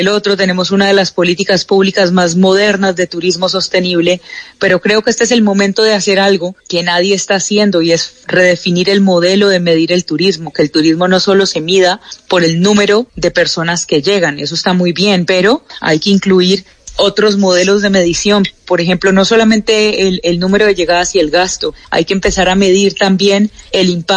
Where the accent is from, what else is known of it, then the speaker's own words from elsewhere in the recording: Colombia; sigo siendo la única colombiana, pero hay algo muy importante y es que soy la única colombiana